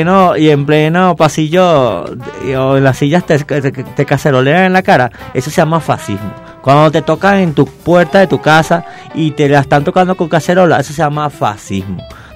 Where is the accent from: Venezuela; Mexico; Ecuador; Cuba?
Venezuela; como todos los venezolanos debemos convivir en este país, porque al final todos somos venezolanos